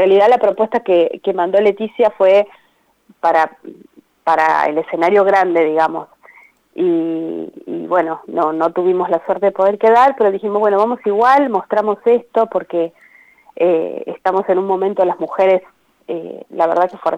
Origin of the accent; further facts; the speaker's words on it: Parera, La Pampa, Argentina; estoy como a 200 kilómetros de Santa Rosa, ellas dos viven ahí, claro. Yo soy de Parera